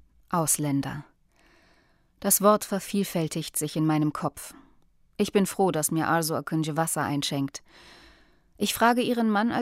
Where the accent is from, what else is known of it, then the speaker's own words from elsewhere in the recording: Bremen, Germany; born there; now in Hamburg, Germany; Schließlich bin ich in Bremen geboren, als Tochter türkischer Einwanderer.